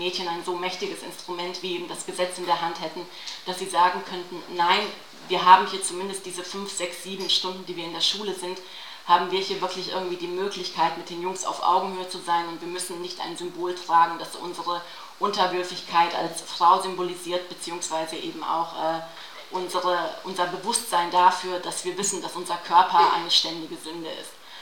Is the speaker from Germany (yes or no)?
no; Bosnia & Herzegovina; also ich selber bin ja aus Bosnien, wo ja der Islam auch eine tragende Religion ist.